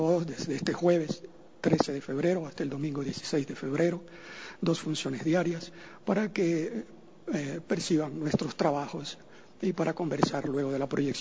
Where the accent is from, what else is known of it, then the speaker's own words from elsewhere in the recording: Esmeraldas, Ecuador; born there; also born or lived in Quito / Russia; Nacimos en Esmeraldas. Con posterioridad estuvimos radicados en Quito y luego fuimos a realizar nuestros estudios en el extranjero. Estudiamos en Rusia la carrera de cinematografía.